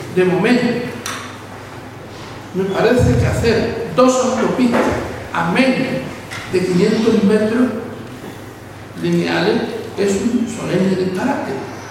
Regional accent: Tarifa, Andalusia, Spain; Decía que vengo de Tarifa, de Punta Europa, me ha costado más venir que el libro.

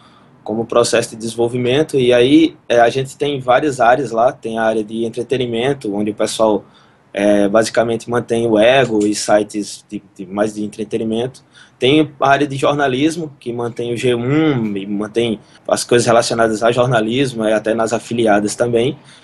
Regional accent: Campina Grande, Paraíba, Brazil; em Campina Grande, minha cidade natal

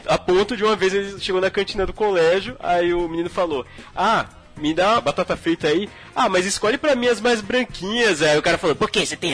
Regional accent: Maceió, Alagoas, Brazil; Eu perdi um pouco do meu sotaque lá, mas se eu fico um pouco em Maceió, meu sotaque volta todinho, cara.

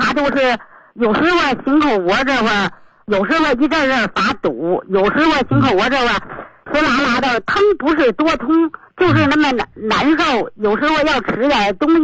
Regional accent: Beijing, China; 我是北京的一个新学员，

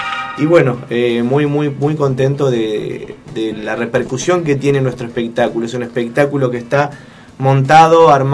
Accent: Buenos Aires, Argentina; Somos de Buenos Aires

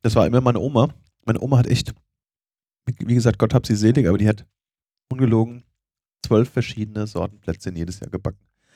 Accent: Siegen, North Rhine-Westphalia, Germany; Mein Heimatort, ja.

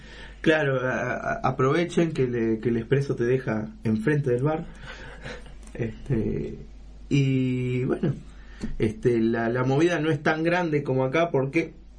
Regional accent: San Lorenzo, Santa Fe, Argentina; hay gente que digo, soy de San Lorenzo.

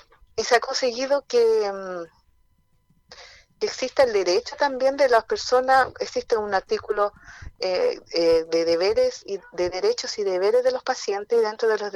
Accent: Lo Lleo, Valparaíso, Chile; como somos de acá de Yoyeo, en este caso nos corresponde a esta comuna acá de San Antonio

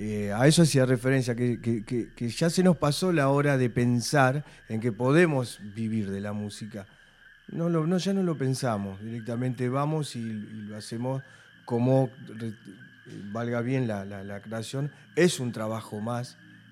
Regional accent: Berisso, Buenos Aires Province, Argentina; born there; sí, nacimos en Berisso, pero hay que ver cuál fue realmente la concepción

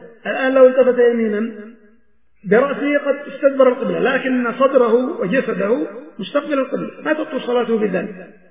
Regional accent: Yemen; ولكن في مثل بلادنا اليمن مثلا بين المشرق والمغرب قبلة

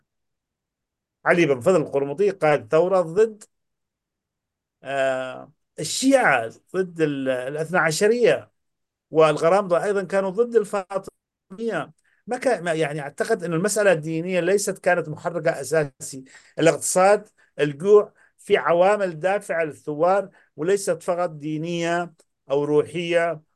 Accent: Yemen; انا من اليمن ومن احفاد القرامطه، انا من احفاد القرامطه.

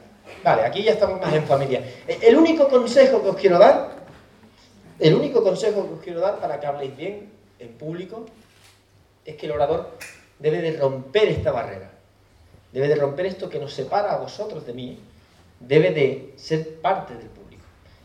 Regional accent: Cádiz, Andalusia, Spain; Yo soy de Cádiz y pongo la playa, porque me he criado en la playa.

